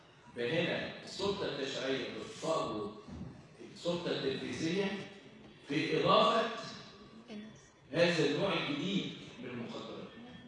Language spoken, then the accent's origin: Arabic; Egypt; لو إحنا ما شاء الله عندنا في مصر الأدوية بدون شركة